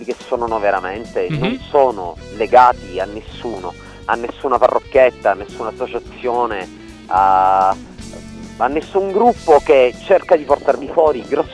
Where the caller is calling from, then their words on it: Syracuse, Sicily, Italy; Allora, sinceramente, intanto vi sto parlando da Siracusa, in Sicilia, no?